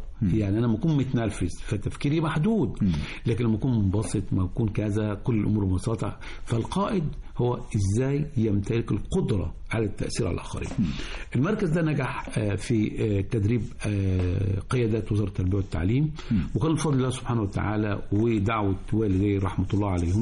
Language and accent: Arabic; El Marg, Cairo Governorate, Egypt; حي المرج اللي انا مقيم فيه. لان انا من مواليد حي المرج، وباقني بالولاء لهذا المكان اللي اتولدت فيه، ومش قادر اخرج من المرج طبيعي يعني. لان حياتي في المرج النهارده بقى لي 63 سنه في المرج.